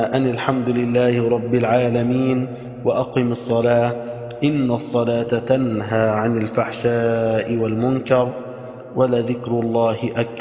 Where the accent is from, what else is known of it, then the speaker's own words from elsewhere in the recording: Egypt; اللهم اجعل بلدنا مصر بلد الأمن والأمان.